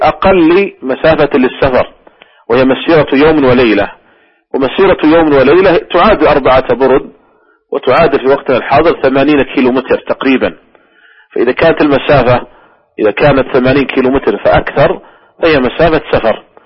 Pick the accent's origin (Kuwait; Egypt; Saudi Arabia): Saudi Arabia; مثلا عندنا في المملكة العربية السعودية أكثر من 8 ملايين